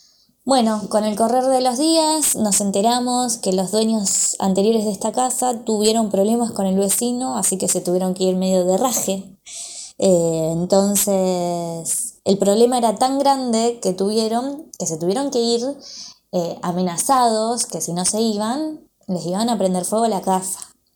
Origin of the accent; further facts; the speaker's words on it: Remedios de Escalada, Buenos Aires Province, Argentina; soy de Escalada y bueno, esta es mi historia con mis vecinos.